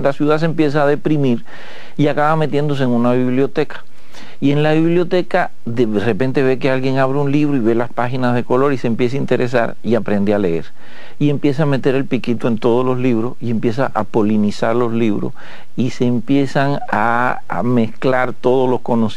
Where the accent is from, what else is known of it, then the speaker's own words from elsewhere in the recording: Havana, Cuba; born there; Yo nací en El Vedado. Yo no llegué desde el extranjero.